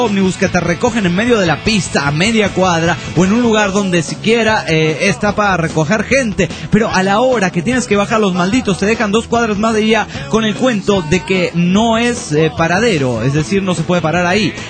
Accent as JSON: {"language": "Spanish", "region": "Michoacán", "country": "Mexico", "lives_now": "Guadalajara, Mexico", "said": "Hola, ¿qué tal? … de Patuán, en Michoacán. Aunque"}